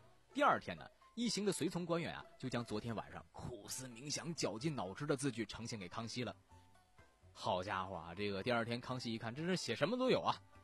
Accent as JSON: {"language": "Chinese", "region": "Shandong", "country": "China", "said": "有这么一件藏品特别特别让我们山东人感到特别的震撼"}